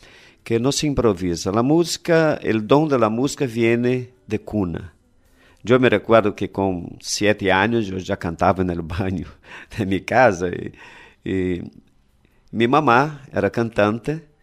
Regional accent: Rio de Janeiro, Brazil; Spanish is a second language; yo vengo de Río de Janeiro, Brasil, y aquí tengo un placer muy grande de hablar con ustedes

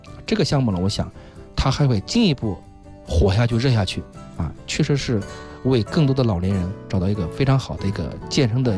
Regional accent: China; 所以说适合了我们中国人这种民族的一种这种爱热闹的一种情节

